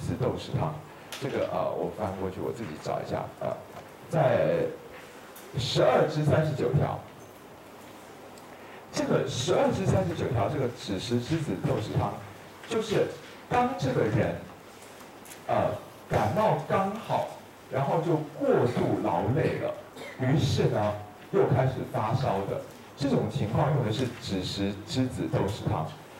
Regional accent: Taiwan

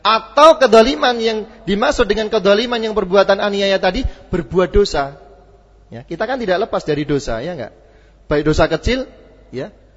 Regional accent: Java, Indonesia; maaf saja karena saya kebetulan orang Jawa, sakpenake dhewe, ya.

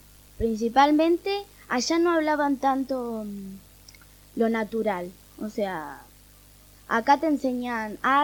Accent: Buenos Aires, Argentina; born there; now in Capilla del Monte, Argentina; Sí, nací en Buenos Aires.

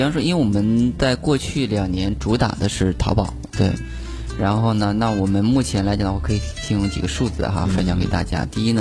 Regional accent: Shandong, China; 可能跟我山东人的特质有关系，是个保守主义者吧。

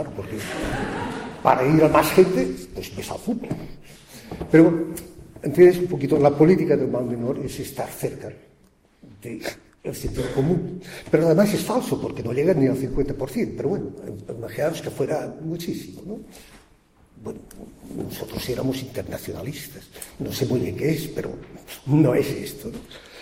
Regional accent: Barcelona, Catalonia, Spain; Yo vengo de Barcelona.

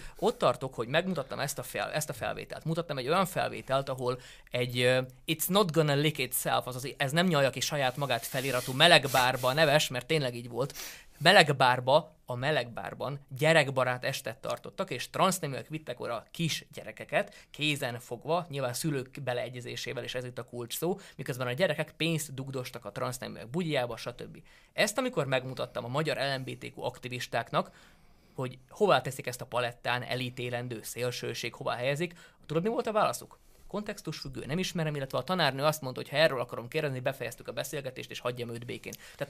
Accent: Zakarpattia Oblast, Ukraine; de most én azt látom kárpátaljaiként, én azt mondom, hogy annyit hallgattuk már, hogy az oroszok ilyen rosszak

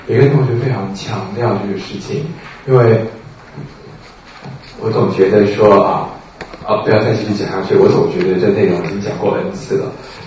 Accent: Taiwan; 我发现我们台湾人有一个很基本的东西很麻烦

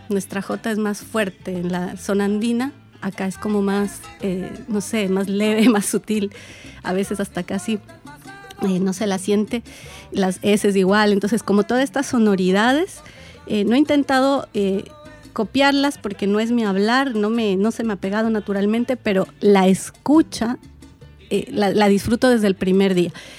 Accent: Quito, Pichincha, Ecuador; Yo soy de Quito, es decir, que soy ecuatoriana y no tendría que ser tan raro para mí el hablar de una región de mi país.

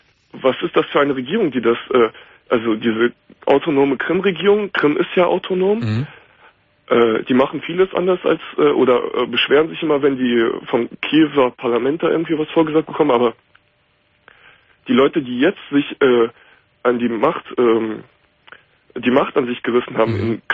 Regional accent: Germany; Ich bin Deutscher, auch hier geboren, aber meine beiden Eltern kommen aus der Ukraine, aus der Krim.

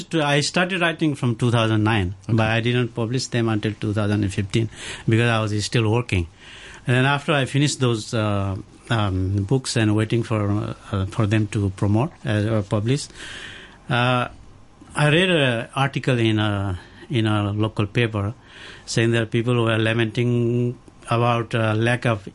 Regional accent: Pokhara, Gandaki Province, Nepal; It's Pokhara.

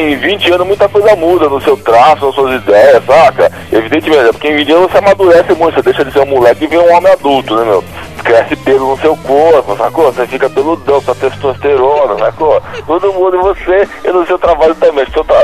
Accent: São Paulo, Brazil; born there; trabalhando lá nos ligados químicos do ABC, onde eu nasci, né, na região do ABC paulista.

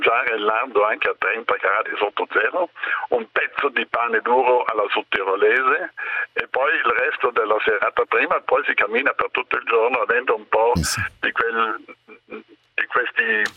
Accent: Dolomites, Italy; born there; Io sono nato nelle Dolomiti, è vero, a 5 anni ho fatto il primo 3.000, naturalmente con i genitori

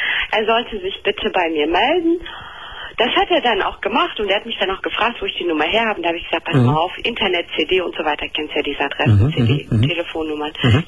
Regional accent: Turkey; Ich bin ja selber Türkin, ne?

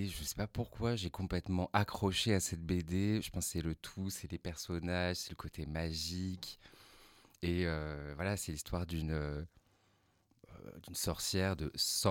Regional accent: south of France, France; ce qu'il faut sachez que je viens du Sud.

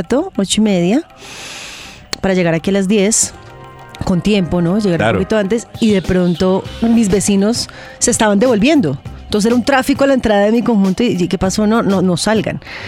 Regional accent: Bogotá, Colombia; Los que somos rolos sabemos que así nos toca.

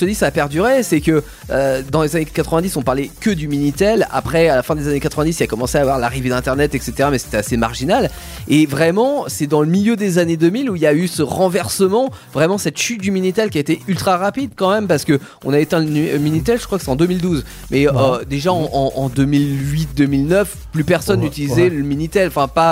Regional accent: France; Moi, c'est ma vision en tant que petit français.

